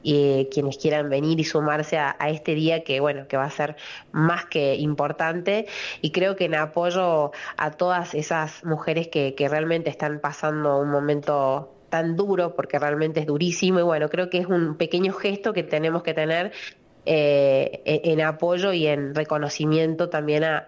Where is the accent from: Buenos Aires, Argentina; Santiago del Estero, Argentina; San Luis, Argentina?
San Luis, Argentina; Cortaderas; Yo nací, me crié en Cortaderas, y hablo en nombre de nativo